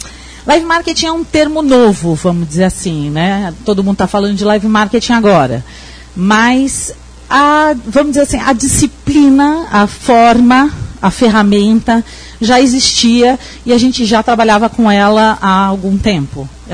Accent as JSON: {"language": "Portuguese", "region": "São Paulo", "country": "Brazil", "said": "Pelo meu sotaque, vocês já devem ter percebido que eu não sou daqui, né? Sou estrangeira, sou de São Paulo."}